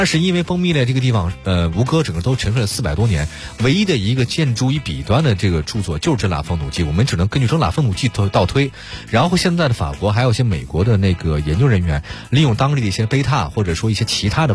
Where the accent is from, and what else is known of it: China